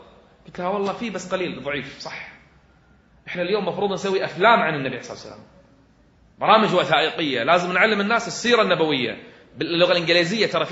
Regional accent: Kuwait; وهي يمكن أعلى مرتبة عندنا بالكويت

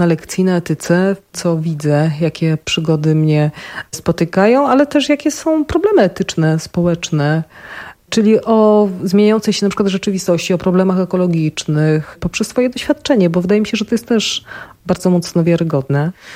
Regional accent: Opole, Opole Voivodeship, Poland; accent: Silesian; No Opole akurat jest moje, bo mocno wrosłam w to miejsce, czuję się Ślązaczką, mówię po śląsku.

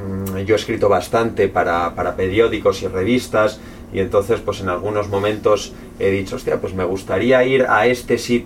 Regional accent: Spain; now in Chamonix, France; Yo vivo en Francia, soy español y adoro la cultura española

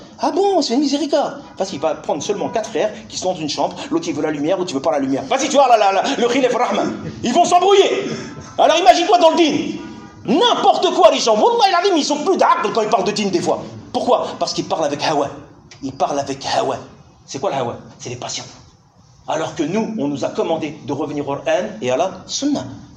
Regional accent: Algeria; Certes, je suis algérien, certes, c'est un libyen ou un sénégalais, c'est pas un problème.

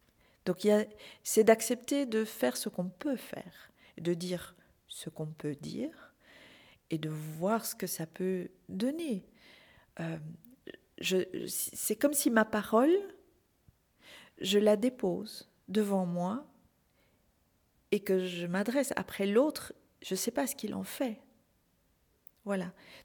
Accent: Belgium; puisque je suis belge

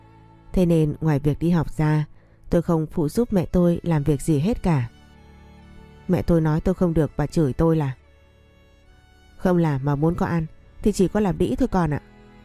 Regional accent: Cao Bằng, Vietnam; Tôi sinh ra và lớn lên ở Cao Bằng. Bố mẹ tôi làm nông nên vất vả, và nhà tôi nghèo lắm.

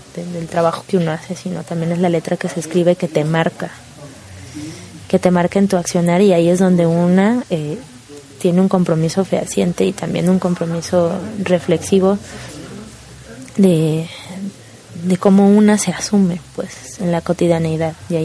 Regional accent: Veracruz, Mexico; mi ciudad natal, que es el puerto de Veracruz

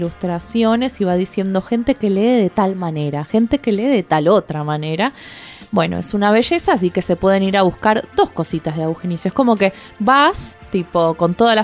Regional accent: Buenos Aires, Argentina; born there; Nací en Buenos Aires en 1978, soy diseñadora gráfica y artista visual.

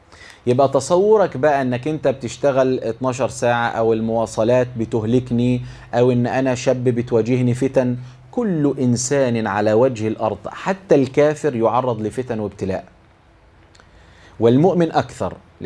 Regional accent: Egypt; accent: Egyptian; تفهموني انا بتكلم مصري ولا اكلمكم؟

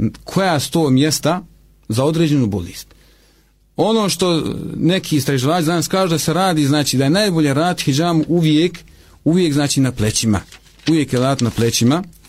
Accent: Bosnia & Herzegovina; ne ilazi u susret alternativnicima kod nas u Bosni, i ne samo kod nas u Bosni

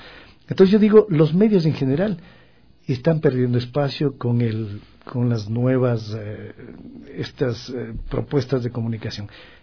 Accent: Guayaquil, Guayas, Ecuador; Yo escuchaba de niño … Guayaquil.

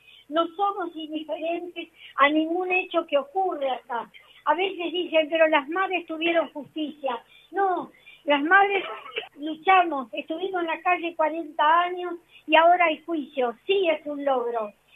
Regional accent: Argentina; Me da vergüenza como argentina

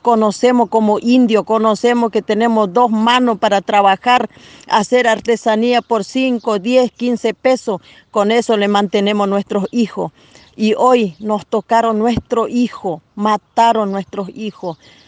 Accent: Roque Sáenz Peña, Chaco, Argentina; Somos de acá de Roque Sáenz Peña.

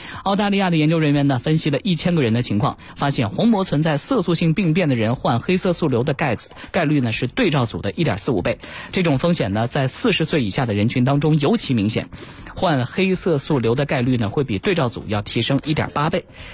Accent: Lanzhou, Gansu, China; 我们兰州人做牛肉面的时候一定要有一把香菜才可以

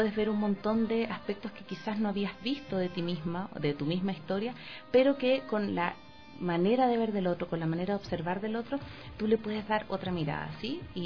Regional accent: Chile; Yo participé durante 4 años, tuve el honor de participar en una compañía en Santiago, y soy de Chile

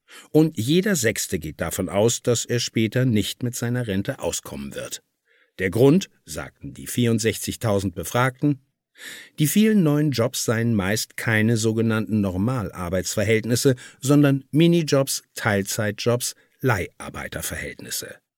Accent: Cologne, North Rhine-Westphalia, Germany; Man sieht die Misere zum Beispiel in meiner Heimatstadt Köln.

